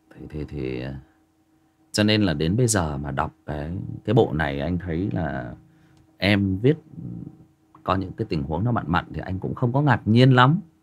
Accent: Northern Vietnam, Vietnam; Mình mặc dù mình là người miền Bắc, nhưng mà khi nghe Huy đọc về những chuyện về miền Tây

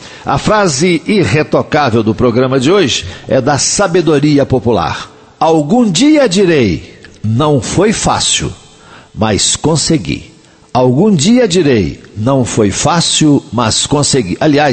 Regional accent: Coromandel, Minas Gerais, Brazil; Já que eu falei na Tereza, eu vou lá na terra dela, na minha terra, lá em Coromandel

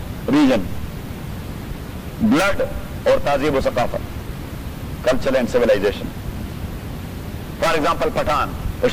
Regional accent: Khyber Pakhtunkhwa, Pakistan; میں سرحد سے ہوں میں بھی لکھتا ہوں

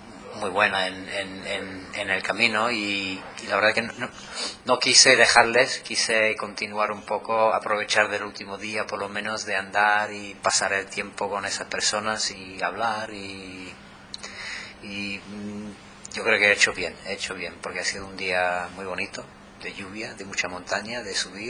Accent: Canada; now in Málaga, Spain; yo vivo en Málaga, soy canadiense de origen. Y bueno, ahora Málaga, 8 años en Málaga.

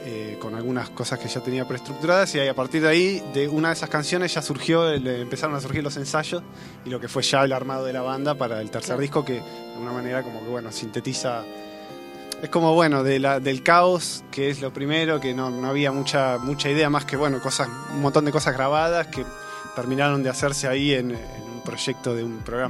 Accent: Mar del Plata, Buenos Aires Province, Argentina; Es una banda de gente que somos todos de Mar del Plata.

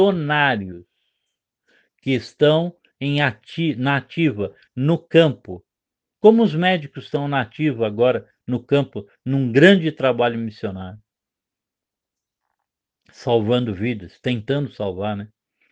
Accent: São Paulo, Brazil; Agora eu falo lá com a minha terra amada, né, com o estado de São Paulo.

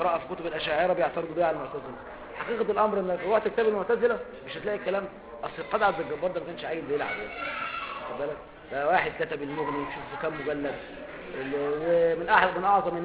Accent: Egypt; زي عندنا في مصر

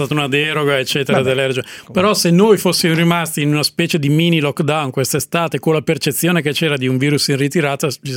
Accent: Russia; Perché io sono russo, dico la pronuncia esatta

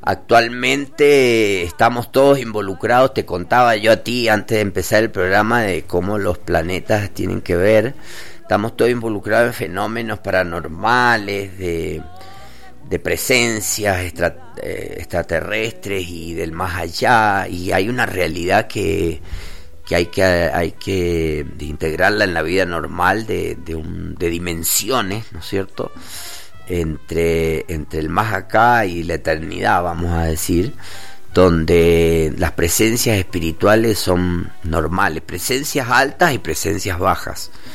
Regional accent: Argentina; yo soy argentino y vos sos español.

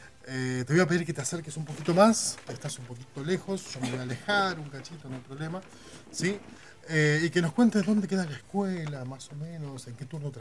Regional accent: Argentina; para aquellos que somos argentinos

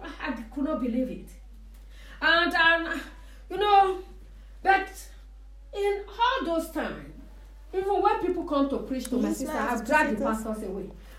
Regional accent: Nigeria; now in Germany; You know, since we came from Nigeria.

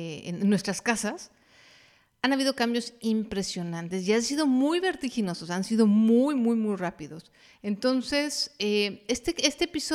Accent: Mexico City, Mexico; Por lo menos en mi país, en la Ciudad de México, era un desastre.

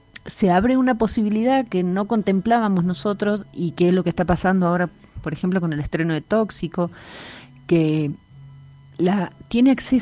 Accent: Córdoba, Argentina; Mi pueblo está a 250 kilómetros de Córdoba capital

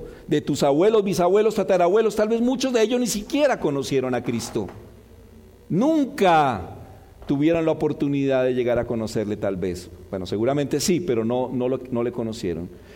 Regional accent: Colombia; aunque somos colombianos, culturas radicalmente diferentes

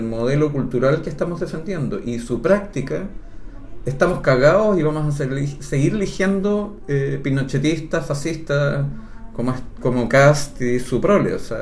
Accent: Chile; Acuérdense que nosotros estamos en el país que sueña Milei. Sí, nosotros no somos Argentina. No tenemos los derechos sociales que tienen ellos. No los hemos tenido nunca.

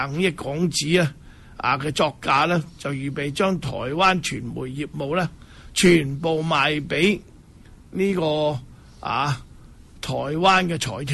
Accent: Hong Kong; 我哋香港人咧去到台湾咧，都系唔够台湾人

